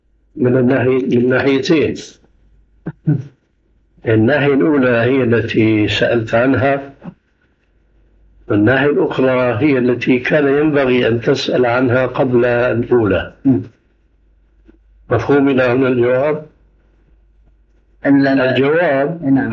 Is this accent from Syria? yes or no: yes; Syria; أيأتي المثل العام عندنا في سوريا